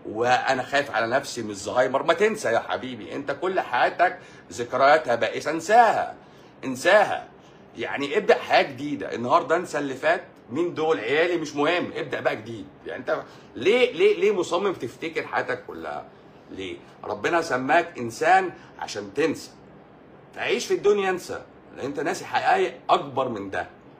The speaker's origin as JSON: {"language": "Arabic", "country": "Egypt", "said": "انا مصري."}